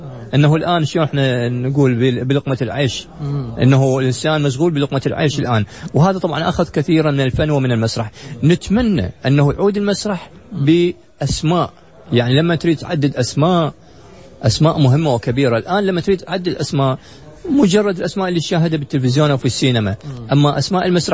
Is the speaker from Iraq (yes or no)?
yes; Iraq; ما شفته في رمضان عندنا بالعراق